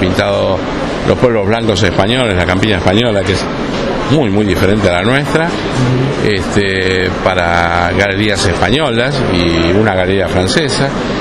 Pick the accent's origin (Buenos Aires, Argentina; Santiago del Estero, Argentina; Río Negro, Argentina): Buenos Aires, Argentina; born there; Yo nací en Capital Federal. Ajá. Pero recorrido siempre todo el país.